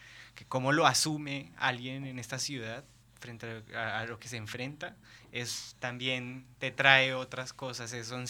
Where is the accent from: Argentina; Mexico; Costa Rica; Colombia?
Colombia; Bogotá, Bogotá Capital District; moved away; Soy de Bogotá.